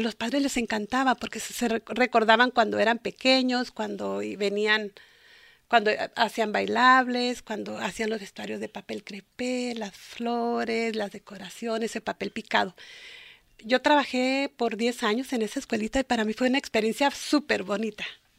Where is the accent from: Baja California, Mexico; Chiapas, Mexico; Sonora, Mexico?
Baja California, Mexico; Mexicali; also born or lived in Guasave / Ensenada; Yo soy de Guasave, Sinaloa. Yo me crié en Mexicali y en Ensenada.